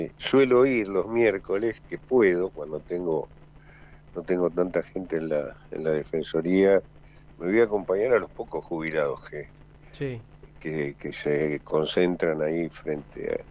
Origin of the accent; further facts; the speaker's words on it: Argentina; Desgraciadamente luego me enteré de los hechos posteriores, como tantos argentinos, por la televisión.